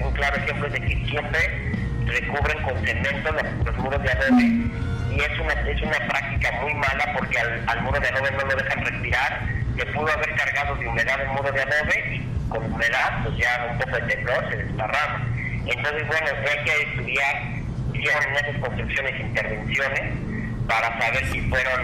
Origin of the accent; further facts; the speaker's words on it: Mexico; eso es lo que tenemos que ejercitar como mexicanos, ¿no?